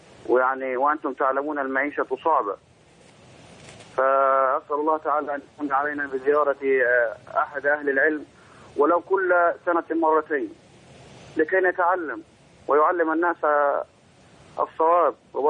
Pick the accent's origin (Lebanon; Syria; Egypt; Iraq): Egypt; Sohag, Sohag Governorate; أنا من سوهاج يا شيخ